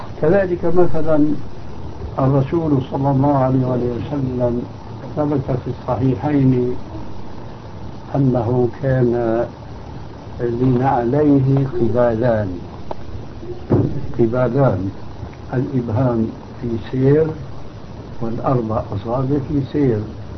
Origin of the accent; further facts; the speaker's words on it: Syria; المقصود عندنا في سوريا مثلا يسمونه الشاروخ أو يسمونه الصندل